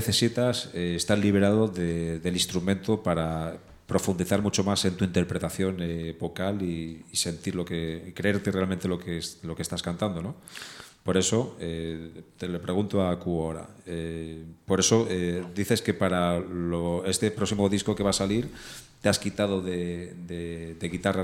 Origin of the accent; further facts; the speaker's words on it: Madrid, Community of Madrid, Spain; Soy de aquí, de Madrid.